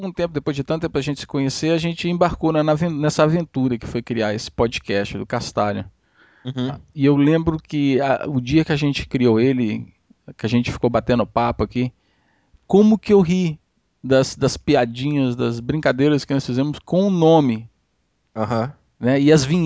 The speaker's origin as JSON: {"language": "Portuguese", "country": "Brazil", "tie": "born or raised there", "said": "me lembra a minha infância no Brasil."}